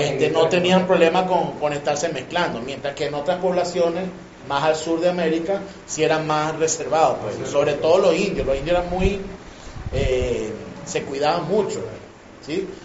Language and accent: Spanish; Venezuela; Por lo menos nosotros aquí en Venezuela somos afortunados. Pues nosotros somos la licuadora de Latinoamérica. Pues nosotros tenemos una mezcla de absolutamente todo.